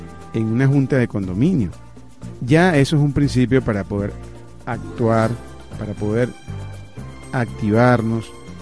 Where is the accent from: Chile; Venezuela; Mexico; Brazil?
Venezuela; born there; porque vivimos, nacimos en esta tierra, nacimos en Venezuela